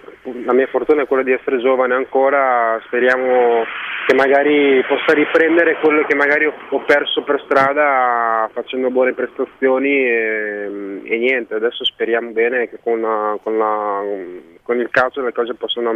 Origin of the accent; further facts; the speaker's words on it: Haiti; gente che fa parte del mio stesso sangue, del mio paese